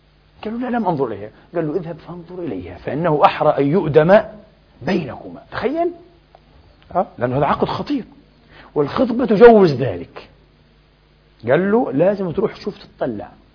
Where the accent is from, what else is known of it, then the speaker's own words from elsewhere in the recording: Egypt; احنا مصريين يا حبيبي